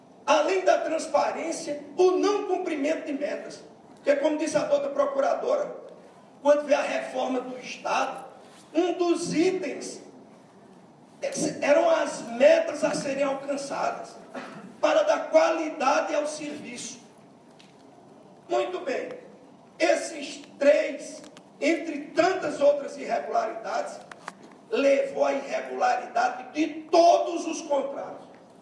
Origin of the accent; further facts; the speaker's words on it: Princesa Isabel, Paraíba, Brazil; O Hospital Princesa Isabel, minha cidade natal